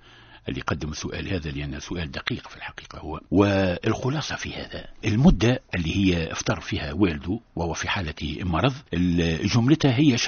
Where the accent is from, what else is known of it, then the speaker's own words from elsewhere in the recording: Tunisia; وهو المثال المعتاد عندنا في تونس